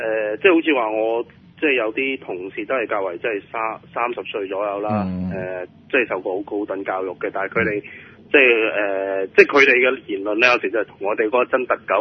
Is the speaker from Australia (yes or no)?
no; Shanghai, China; 我係上海嚟嘅，幫我上海度工作。